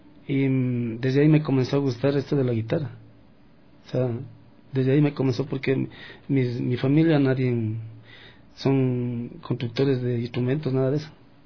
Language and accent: Spanish; Quito, Pichincha, Ecuador; also born or lived in Carchi; Yo me crié aquí en Quito mismo.